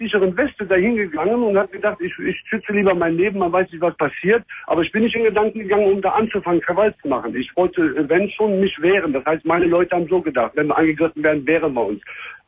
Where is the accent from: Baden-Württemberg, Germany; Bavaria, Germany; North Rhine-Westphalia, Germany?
North Rhine-Westphalia, Germany; Cologne; Ich bin Kölner.